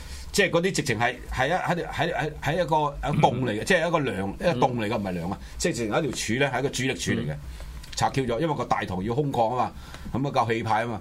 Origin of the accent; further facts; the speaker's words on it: Hong Kong; 作為一個香港人關心台灣人嗰種